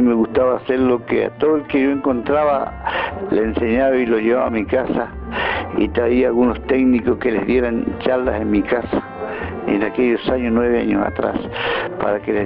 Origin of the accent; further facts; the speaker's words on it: J.J. Gómez, Río Negro, Argentina; de JJ Gómez